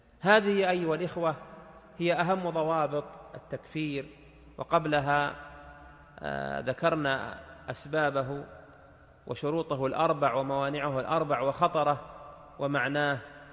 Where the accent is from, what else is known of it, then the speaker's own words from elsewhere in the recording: Saudi Arabia; مجتمع مثل مجتمعنا ها هنا في بلادنا المملكة العربية السعودية